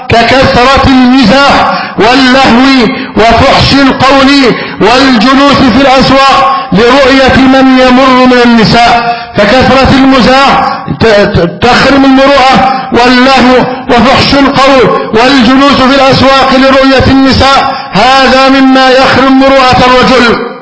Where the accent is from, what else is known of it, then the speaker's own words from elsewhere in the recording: Egypt; اللهم احفظ بلدنا مصر أمنا أمانا